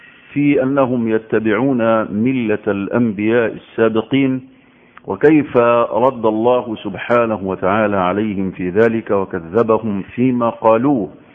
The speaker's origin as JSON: {"language": "Arabic", "country": "Egypt", "said": "خاصة في بلدنا مصر يحتفلوا بالنص من شعبان"}